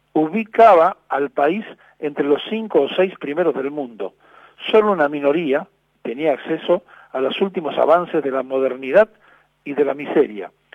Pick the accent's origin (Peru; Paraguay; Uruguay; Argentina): Argentina; Traicionaríamos la inteligencia de la historia, y en esto somos expertos los argentinos